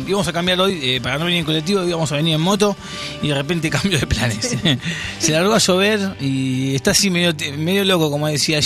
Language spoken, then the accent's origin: Spanish; Buenos Aires, Argentina; este baile que todo nos identifica como argentinos y como porteños